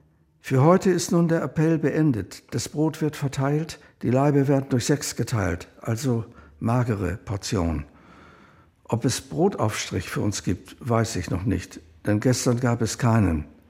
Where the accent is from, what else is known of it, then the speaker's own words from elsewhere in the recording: Vienna, Austria; born there; 1936 geboren in Wien, bin selbst Verfolgter des Naziregimes